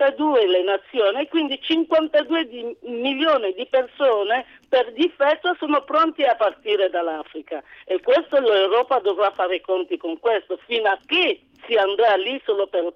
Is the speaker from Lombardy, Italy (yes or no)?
no; Calabria, Italy; Ma io, guarda, io sono una calabrese